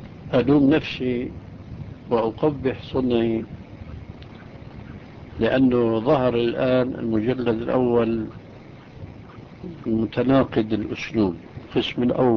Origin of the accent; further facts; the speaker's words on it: Syria; كان عندنا في سوريا ريش للكتابة